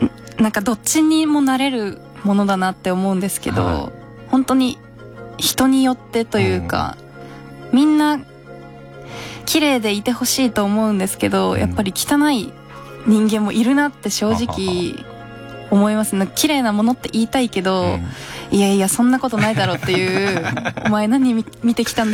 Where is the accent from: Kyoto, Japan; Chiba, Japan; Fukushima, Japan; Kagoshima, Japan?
Chiba, Japan; 99年、はい、千葉出身です。